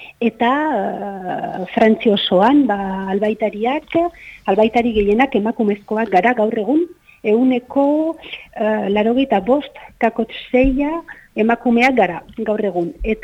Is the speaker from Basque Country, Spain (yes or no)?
yes; San Sebastián, Basque Country, Spain; born there; ni sortzez Donostiarra naiz, orduan ba irian jaio nintzen